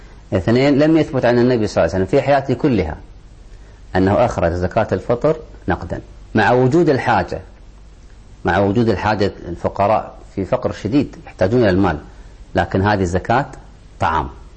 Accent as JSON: {"language": "Arabic", "country": "Kuwait", "said": "الخادمة في البيت في الغالب عندنا في الكويت تأكل مما نأكل وتشرب مما نشرب،"}